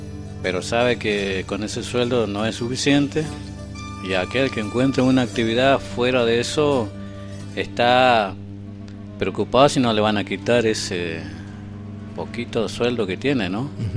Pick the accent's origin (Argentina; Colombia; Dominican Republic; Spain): Argentina; somos argentinos, los argentinos.